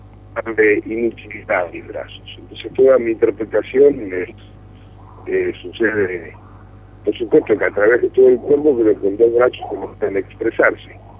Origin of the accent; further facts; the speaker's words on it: Buenos Aires, Argentina; yo como espectador porteño tengo pocas chances de ver cine francés